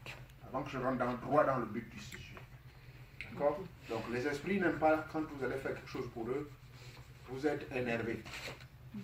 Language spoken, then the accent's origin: French; United States; chez nous aux États-Unis, on appelle ça appartement studio.